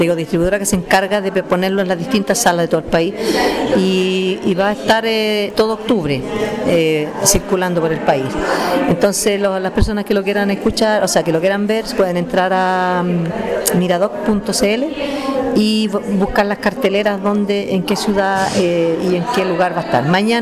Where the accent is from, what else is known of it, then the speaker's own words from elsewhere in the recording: Sagrada Familia, Maule, Chile; estaba todo mi pueblo, mucha gente de mi pueblo, como está la gente común, la gente de mi comuna, de mi Sagrada Familia